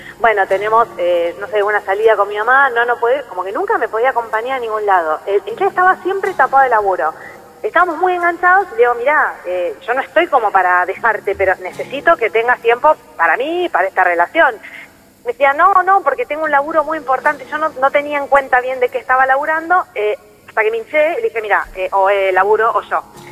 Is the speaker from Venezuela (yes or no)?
no; Buenos Aires, Argentina; De Capital.